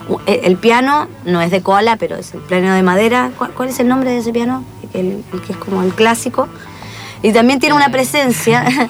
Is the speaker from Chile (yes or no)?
yes; Chile; now in Argentina; que yo soy chilena. Uh-huh. Y me sorprende que acá en el teatro, acá argentino